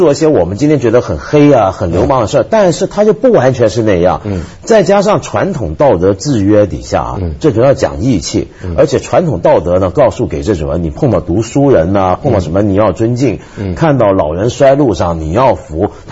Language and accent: Chinese; Hong Kong; 比如说我举个小时候在香港那时候，有时候后来回到香港就看电视